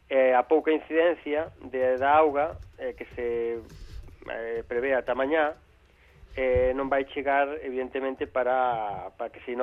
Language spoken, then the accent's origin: Galician; Galicia, Spain; Como autocrítica, como galego que son